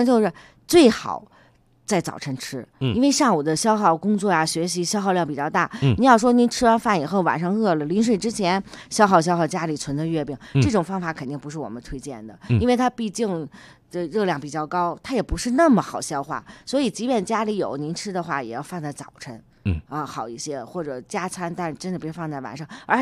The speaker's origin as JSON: {"language": "Chinese", "region": "Beijing", "country": "China", "tie": "born or raised there", "said": "因为我真的从土生土长的这儿的人，我从小没吃过咸的"}